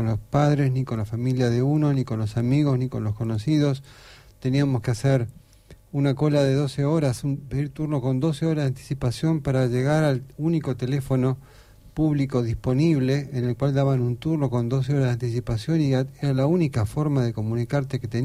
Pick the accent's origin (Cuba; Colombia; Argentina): Argentina; Buenos Aires; moved away as an adult; Cuando nosotros fuimos a vivir a Buenos Aires hace 34 años, somos aquí de Buenos Aires.